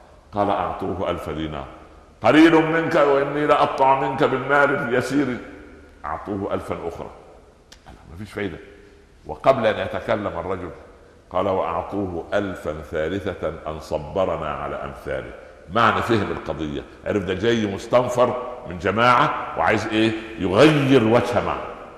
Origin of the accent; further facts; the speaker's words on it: Egypt; فانا اقول لاحد الشعراء الفكاهيين كان عندنا في مصر